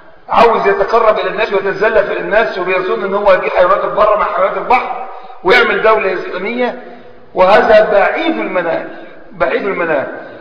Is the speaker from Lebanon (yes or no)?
no; Egypt; أو الأمة عندنا في مصر وغيرها من البلاد منقسمة